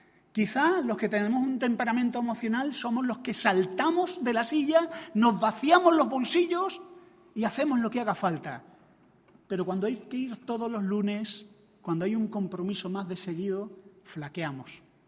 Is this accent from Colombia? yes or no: no; Andalusia, Spain; Ahora que vengo de Andalucía, los andaluces tenemos, me imagino que en otras comunidades también se dice, ¿no?, la costumbre de poner el pronombre mí delante del nombre